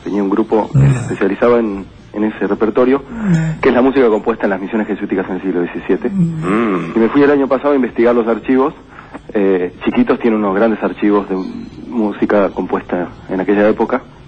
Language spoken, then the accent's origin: Spanish; Buenos Aires, Argentina; yo soy nacido en Capital Federal.